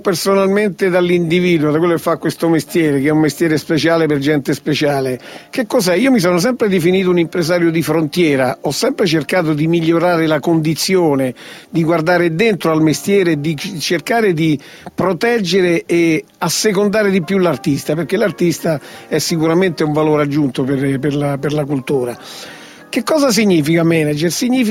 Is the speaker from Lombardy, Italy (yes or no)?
no; Rome, Lazio, Italy; Io praticamente vengo da Centocelle, Quarticciolo, dove mi sono dovuto inventare giorno per giorno la quotidianità.